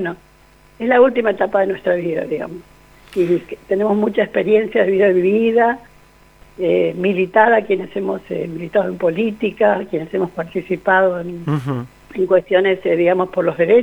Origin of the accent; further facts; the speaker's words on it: Chaco, Argentina; Bueno, yo soy del Chaco